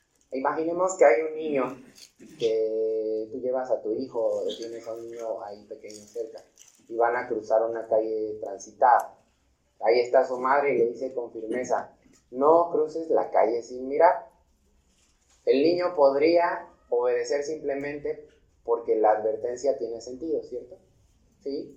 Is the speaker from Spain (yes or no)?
no; Mexico; No, como mexicanos sí